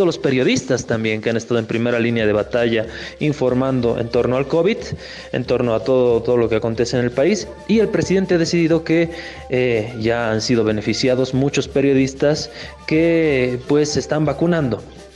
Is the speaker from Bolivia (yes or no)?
yes; Bolivia; Esa fue la segunda polémica que nos cohesionó también como bolivianos.